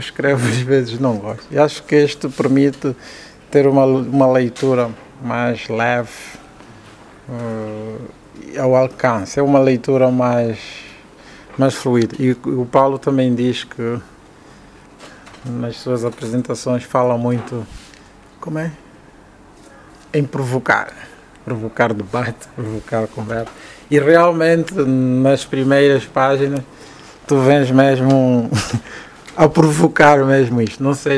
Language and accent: Portuguese; Golungo Alto, Cuanza Norte, Angola; eu venho da região do Kwanza Norte, do interior do Golungo Alto, e sou, digamos, da terceira geração da minha família.